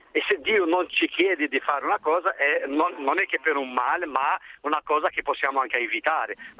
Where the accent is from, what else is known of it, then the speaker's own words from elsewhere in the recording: Algeria; Io da algerino adesso non so...